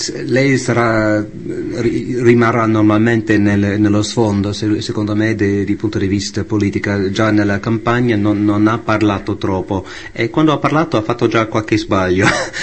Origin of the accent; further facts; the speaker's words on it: United States; Italian is a second language; Che lui parlava un po' nello stile di Martin Luther King, che per me come americano è uno dei personaggi più famosi, più belli, più puliti dal punto di vista reputazione americani